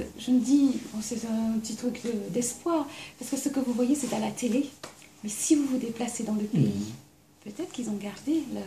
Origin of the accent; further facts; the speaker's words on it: French Polynesia; Vous dites ça, mais vous savez, je viens de la Polynésie française.